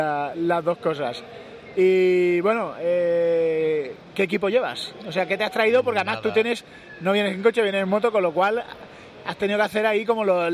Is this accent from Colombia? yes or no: no; Spain; Somos españoles